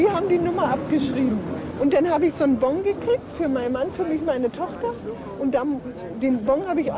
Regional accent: Wittenberg, Saxony-Anhalt, Germany; Wittenberg.

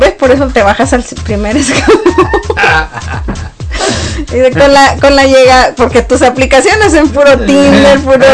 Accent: Mexico; obviamente los tres somos mexicanos y conocemos de la cultura mexicana

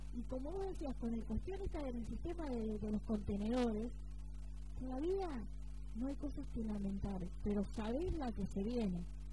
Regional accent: Argentina; es una vergüenza como argentino

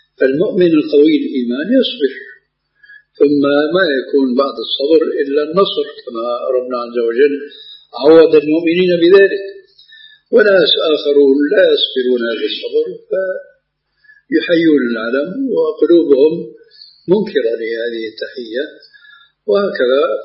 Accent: Syria; now in Jordan; ولو أمثل هنا في الأردن وفي عندنا في سوريا

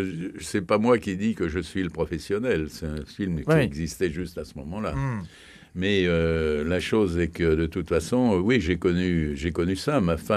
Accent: France; Je suis un Français qui ne peut pas allumer des scandales inutiles.

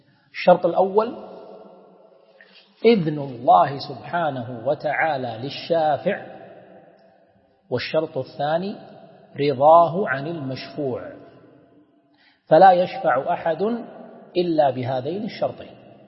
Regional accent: Kuwait; والشفاعة احنا نسميها بالعامية الواسطة عندنا في الكويت

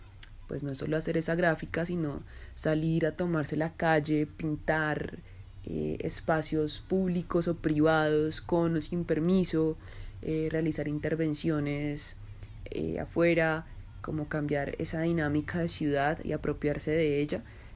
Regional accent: Zipaquirá, Cundinamarca, Colombia; born there; moved away as an adult; now in Bogotá, Colombia; yo nací en Zipaquirá y hace un poco más de 10 años me vine a vivir a Bogotá cuando terminé mi carrera universitaria.

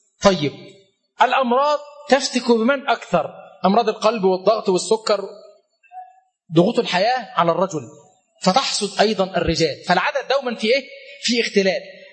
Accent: Egypt; فقلت له أغينو قبتيانو أنا مصري

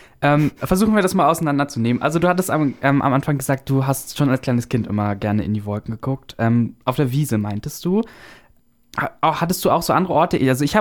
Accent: Brandenburg, Germany; Du kommst auch aus Ostdeutschland, genauso wie ich. Yay. Ich komme aus Brandenburg

